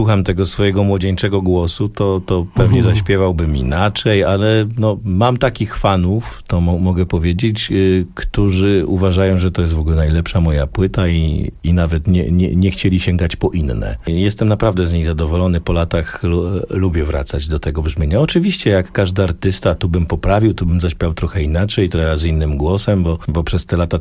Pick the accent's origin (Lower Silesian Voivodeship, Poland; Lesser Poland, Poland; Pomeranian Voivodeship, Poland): Lesser Poland, Poland; Olkusz; born there; ja urodziłem się w Olkuszu. Olkusz to jest miasto położone, no dzisiaj należy do Małopolski